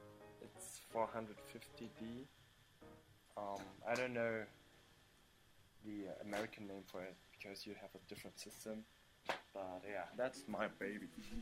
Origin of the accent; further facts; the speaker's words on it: Germany; I was born and raised in Germany. So I'm German. But my family is from Vietnam, and most of my relatives still live there.